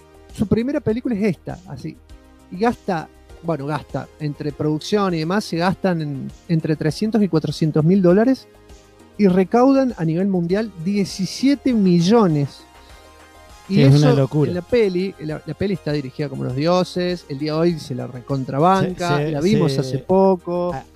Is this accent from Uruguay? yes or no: no; United States; Acá nomás, acá yo soy de Estados Unidos.